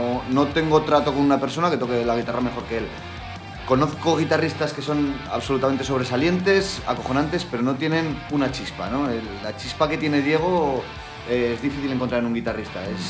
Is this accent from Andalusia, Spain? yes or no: no; La Rioja, Spain; Y en La Rioja, pues encima lo llevamos siempre como bandera.